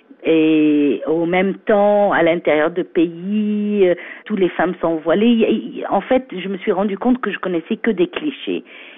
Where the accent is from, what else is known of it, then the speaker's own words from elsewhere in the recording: Egypt; Je suis égyptienne, mais j'ai beaucoup vécu à l'étranger. Mon père est diplomate, donc j'ai grandi un peu partout dans le monde. Mais j'ai fait mes études à l'université américaine du Caire.